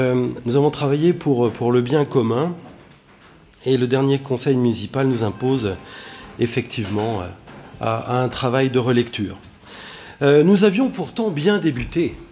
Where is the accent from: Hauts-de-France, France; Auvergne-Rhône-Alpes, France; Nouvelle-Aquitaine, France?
Auvergne-Rhône-Alpes, France; Saint-Étienne; en tant que Stéphanois de toujours à Saint-Étienne